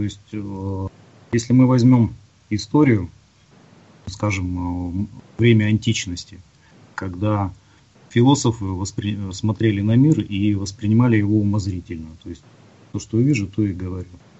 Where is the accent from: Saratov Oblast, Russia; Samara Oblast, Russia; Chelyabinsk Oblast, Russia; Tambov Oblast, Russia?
Chelyabinsk Oblast, Russia; Chelyabinsk; Я из Челябинска